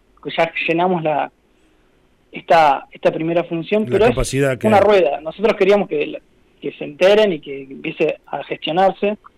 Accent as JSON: {"language": "Spanish", "town": "Trenque Lauquen", "region": "Buenos Aires Province", "country": "Argentina", "also_born_or_lived": "La Plata", "said": "yo no soy de La Pampa, yo soy de Trenquelau, que después me fui a estudiar a La Plata"}